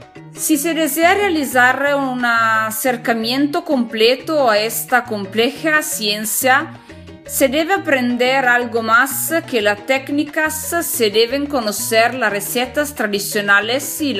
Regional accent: northern Italy, Italy; Spanish is a second language; soy italiana, del norte de Italia, y me encanta mucho el idioma español que estoy aprendiendo por mismo.

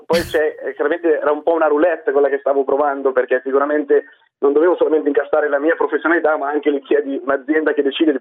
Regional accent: Lombardy, Italy; sono italiano, sono cresciuto in Italia, nella zona di Milano, mi sono laureato in economia a Milano.

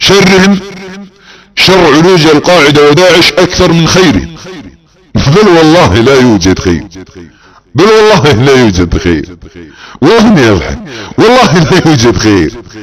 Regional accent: Saudi Arabia; نحن السعوديون أبناء المملكة العربية السعودية

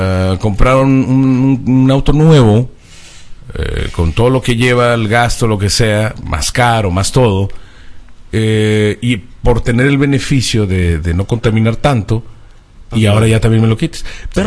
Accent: northern Mexico, Mexico; soy un norteño hablando así, sí, chilangoma.

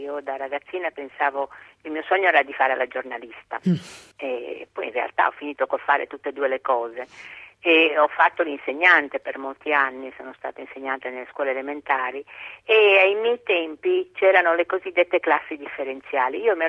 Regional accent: Rionero in Vulture, Basilicata, Italy; born there; Sono nata a Rio Nero in Vulture, in Basilicata, un paesino

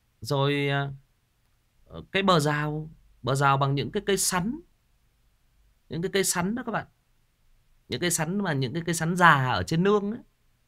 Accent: Northwest, Vietnam; bố mẹ tôi thì là người Kinh, thế nhưng mà tôi sinh ra lớn lên thì là ở miền Sơn Cước, mà cái thời gian tôi ở trong bản với người đồng bào thì cũng rất là dài, trong bản sâu luôn.

